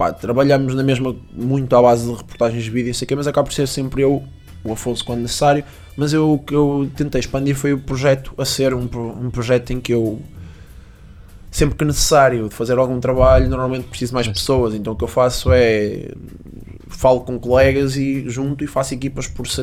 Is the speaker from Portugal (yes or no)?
yes; Portugal; nós não somos portugueses, we are portuguese.